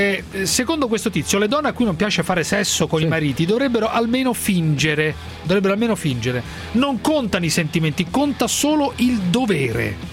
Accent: Florence, Tuscany, Italy; Certo. Diciamolo da fiorentino.

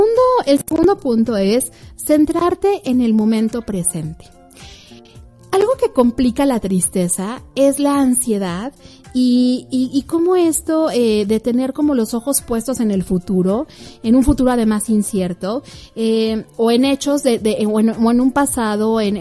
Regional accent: Mexico; aquí en México se celebra la independencia, y como buenos mexicanos, todo lo que se celebra incluye comida

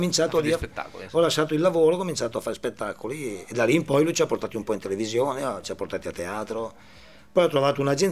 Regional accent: Parma, Emilia-Romagna, Italy; ma vengo da Parma, faccio studente, solite cose.

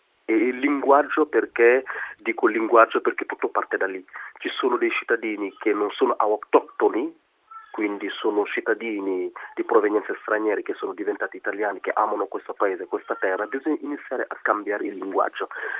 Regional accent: Senegal; now in Italy; Io sono senegalese, di carnagione sono nero come Balotelli.

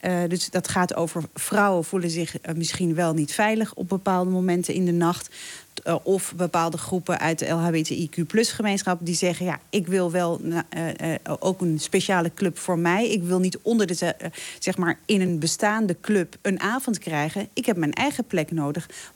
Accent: Winterswijk, Gelderland, Netherlands; also born or lived in Morocco; ik ben zelf een achterhoeker, zeg maar. Ik ben in Marokko geboren. Maar ik heb, ben opgegroeid in Winterswijk.

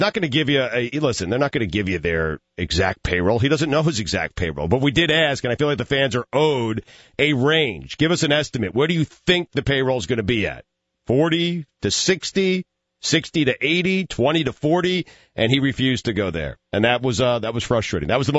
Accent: New York, United States; I grew up in New York, man, and I sat through many bad Yankee years, and that place was empty.

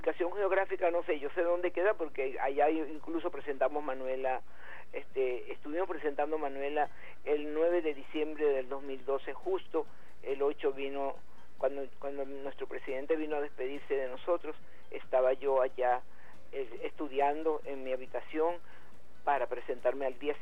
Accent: Río Caribe, Sucre, Venezuela; Y en lo amateur, desde los 6 años en mi pueblo Río Caribe, pues haciendo lo que se llama ahora teatro de calle.

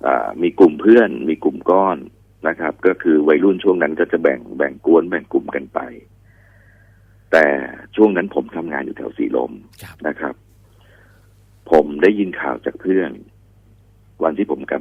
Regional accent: Bangkok, Thailand; พี่เป็นคนกรุงเทพนะคนฝั่งทนอยู่เจริญนคร

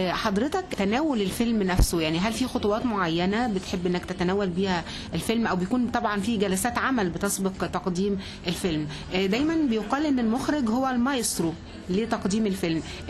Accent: Egypt; وهي رحلة طبعا بنشرف بها جميعا كمصريين

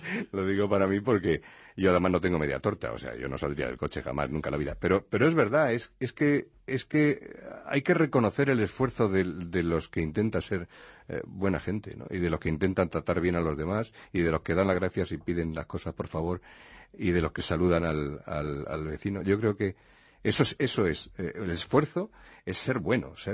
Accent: Toledo, Castilla-La Mancha, Spain; now in Madrid, Spain; Yo soy de Toledo, ya lo sabes, muy del interior. Pero Toledo es casi una isla, está rodeada del Tajo por todas partes, menos por una que la une con Madrid, que es donde vivo.

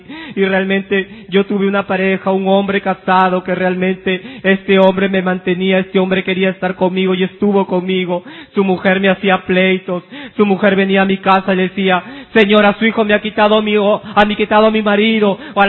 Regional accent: La Victoria, Lima, Peru; Soy del distrito de La Victoria.

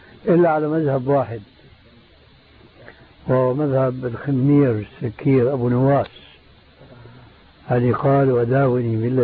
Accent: Syria; بسموه عندنا بالشام بورغان بوق

